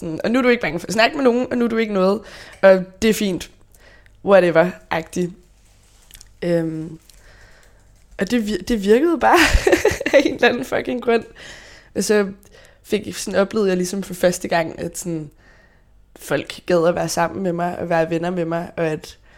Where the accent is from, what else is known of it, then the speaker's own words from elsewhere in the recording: Copenhagen, Capital Region, Denmark; jeg er faktisk født og opvokset på Nørrebro. Mine forældre boede nede på Rantorvsgade, Griffenfeldsgade, i en lejlighed over min onkels bager.